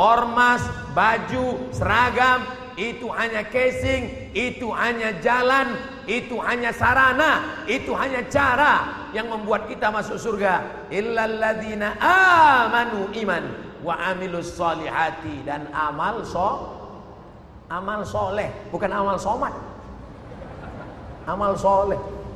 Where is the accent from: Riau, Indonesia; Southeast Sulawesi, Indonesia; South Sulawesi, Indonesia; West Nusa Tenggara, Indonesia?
Riau, Indonesia; Saya dari Riau, sampai.